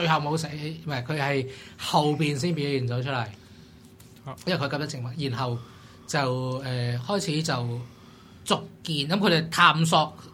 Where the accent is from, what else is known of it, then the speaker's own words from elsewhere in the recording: Hong Kong; 剛剛好到一個我們香港人都可以接受到的程度